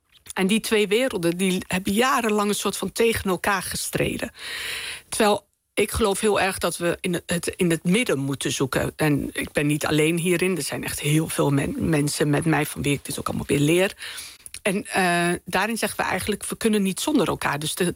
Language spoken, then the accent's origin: Dutch; Winterswijk, Gelderland, Netherlands; ik ben zeg maar begonnen als Marokkaans Winterswijks meisje.